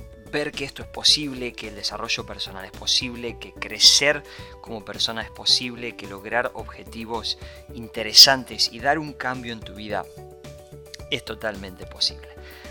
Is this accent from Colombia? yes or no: no; Argentina; born there; nací en Argentina, soy hijo único y me crié con una madre soltera. Y la verdad es que no fue nada sencillo, no fue nada simple porque la verdad es que vengo de una familia muy humilde